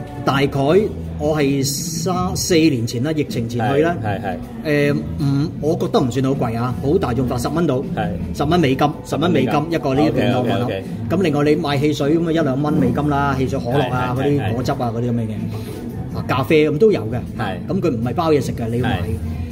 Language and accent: Cantonese; Hong Kong; 好似我哋香港人講嘅話嚇，